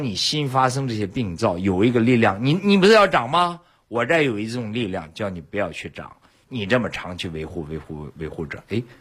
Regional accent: China; 那你像这个茶叶，我们中国人喝了几千年，说对这个养生保健

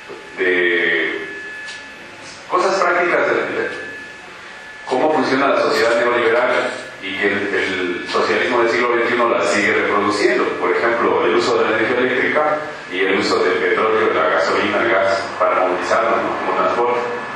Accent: Quito, Pichincha, Ecuador; Soy del Ecuador, de la ciudad de Quito

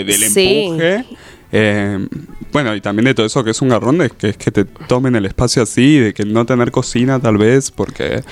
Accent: El Calafate, Santa Cruz, Argentina; Sí, yo soy de Santa Cruz, de Calafate, y mi casa de Calafate era muy linda

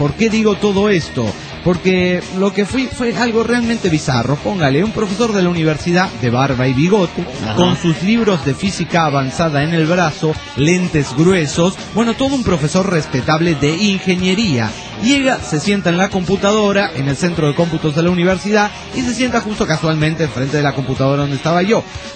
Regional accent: Toluca, State of Mexico, Mexico; soy de Toluca, México

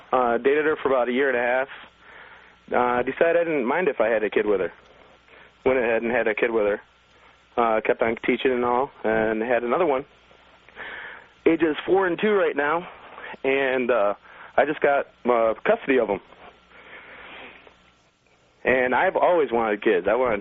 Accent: Michigan, United States; moved away as an adult; now in Washington, United States; I grew up in Michigan. I went to school, got my degree. I'm a teacher. Decided I needed to move out, so I moved out here to Washington.

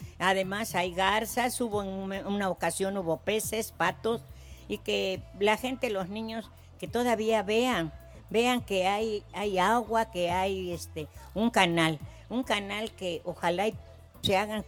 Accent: Veracruz, Mexico; pues aquí pues yo llegué a vivir, vengo del estado de Veracruz donde es mucha vegetación

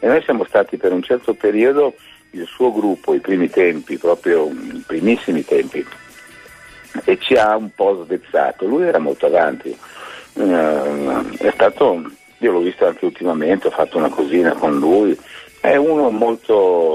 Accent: Milan, Lombardy, Italy; No, non lo so il milanese, io sono un milanese che non sa.

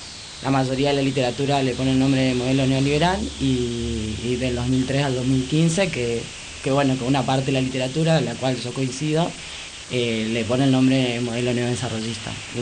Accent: Carapachay, Buenos Aires Province, Argentina; No, de Capital no. Soy del conurbano, soy de Carapachay.

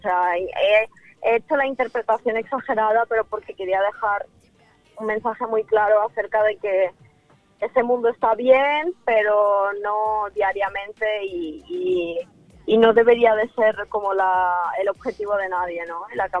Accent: Ukraine; Yo, de hecho, tengo tatuado en la mano que soy de Ucrania. O sea, para mí, mi país, mi tierra es... No sé, yo formo parte de eso. Son mis raíces

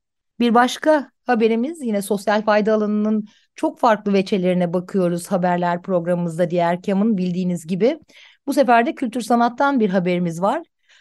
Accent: İzmir, Turkey; İzmir'den benim sevgili memleketim deyip birazcık kayırayım.

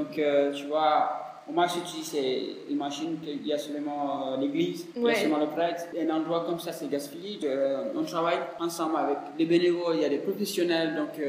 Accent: Cameroon; first language Fula; French is a second language; Moi, je ne suis pas français. Moi, je ne suis pas anglais. Je ne suis pas italien. Mais je suis camerounais.

